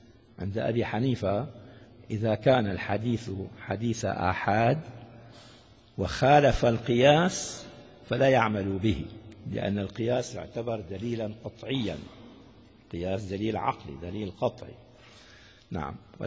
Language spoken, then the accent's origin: Arabic; Damascus, Damascus Governorate, Syria; عندنا في الشام يعني معروف هذا ضواحي الشام، شيء اسمه الضمان